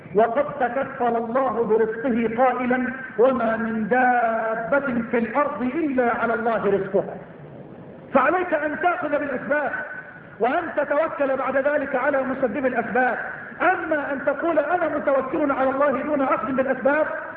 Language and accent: Arabic; Egypt; اللهم اجعل بلدنا مصر بلد الأمن والأمان